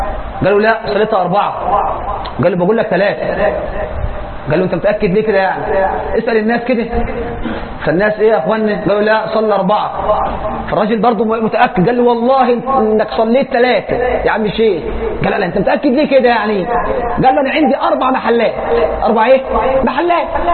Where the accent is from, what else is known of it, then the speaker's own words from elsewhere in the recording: Egypt; اللهم اجعل بلدنا مصر واحه للامن والامان والسلم والاسلام